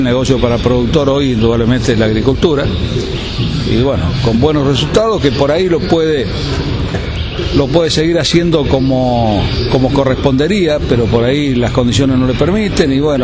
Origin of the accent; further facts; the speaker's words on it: Marcos Juárez, Córdoba, Argentina; born there; Nosotros estamos en Marco Juárez, nacimos en Marco Juárez, provincia de Córdoba, ruta 9